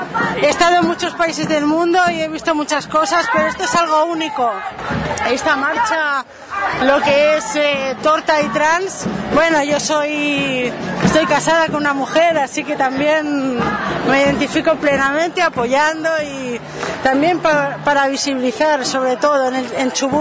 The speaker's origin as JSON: {"language": "Spanish", "town": "Barcelona", "region": "Catalonia", "country": "Spain", "moved": "as an adult", "lives_now": "Argentina", "said": "soy catalana, vengo de Barcelona, aunque estoy viviendo en Argentina ya más de 2 años."}